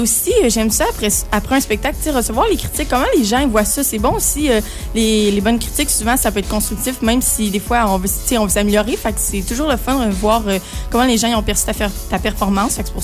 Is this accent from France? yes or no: no; Trois-Rivières, Quebec, Canada; j'ai 15 ans, puis je viens de Trois-Rivières, ici même.